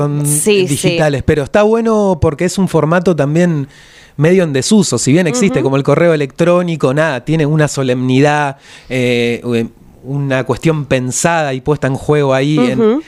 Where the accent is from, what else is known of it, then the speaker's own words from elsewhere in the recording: Berisso, Buenos Aires Province, Argentina; now in La Plata, Argentina; Yo soy de Berisso. Hay una frontera, hay una frontera ahí simbólica y habitacional. Y bueno, me tocó venirme para estos lados de La Plata, corazón de manzana también.